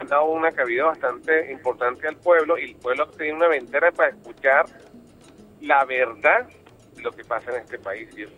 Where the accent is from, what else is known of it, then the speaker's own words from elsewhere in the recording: Venezuela; yo con Venezuela, estoy en mi país y me siento orgulloso de vivir en ella.